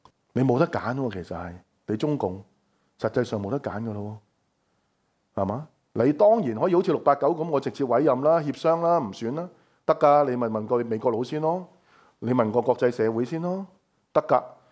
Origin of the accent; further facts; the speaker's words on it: Hong Kong; 我哋香港人